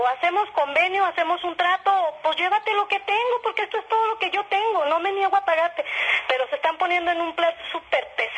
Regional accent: Torreón, Coahuila, Mexico; yo soy de Torreón, Coahuila.

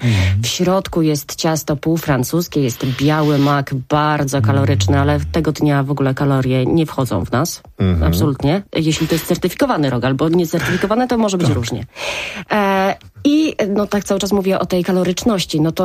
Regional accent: Poznań, Greater Poland Voivodeship, Poland; pamiętaj, że jestem z Poznania, więc rzeczywiście tak pytam o to.

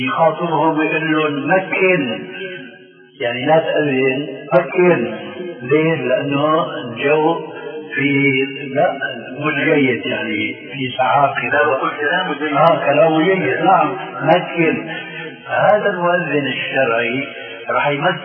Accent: Damascus Governorate, Syria; كما يقولون عندنا في الشام

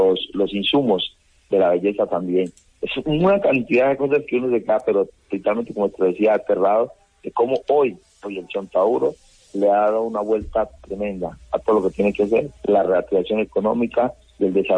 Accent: Villapaz, Valle del Cauca, Colombia; Yo soy de Villapaz. Villapaz es un pueblito que está, un pueblo de mucha energía, mucha positivismo, de gente muy bella que está al sur del municipio de Jamundí. Está a 15 minutos del casco urbano de Jamundí, y ahí soy yo, nacido, criado

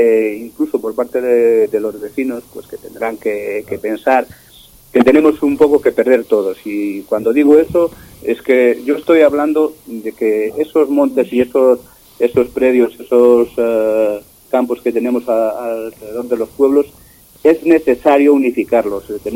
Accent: Galicia, Spain; los gallegos, pues me imagino que como los vascos, el terruño nos puede en muchas ocasiones. Y el hecho de que bueno, pues que nos hemos criado ahí en el pueblo

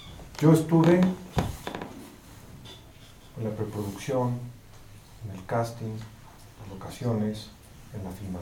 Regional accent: Mexico; Salvaje es una historia basada en el barrio en el que crecí. Yo vengo de Barrio Bravo, ¿no? Es muy triste que me hablen en inglés cuando soy mexicano de 20 generaciones

